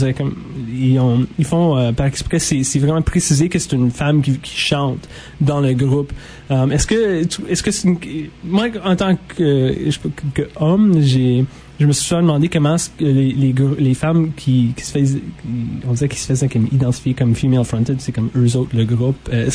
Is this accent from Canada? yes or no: yes; Ottawa, Ontario, Canada; moi je viens d'Ottawa